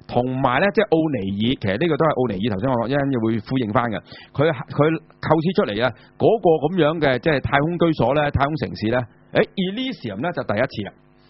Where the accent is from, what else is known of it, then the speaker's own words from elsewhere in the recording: China; 對於我哋中國人嚟講，係嘛？